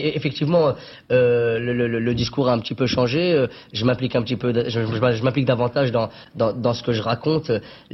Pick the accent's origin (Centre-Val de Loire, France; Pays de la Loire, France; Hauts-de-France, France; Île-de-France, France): Île-de-France, France; Trappes; je viens de Trappes, une banlieue assez chaude